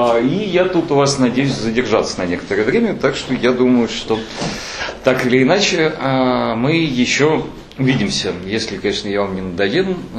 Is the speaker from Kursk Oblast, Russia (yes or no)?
no; Moscow, Russia; Не, ну я так, я, конечно, из Москвы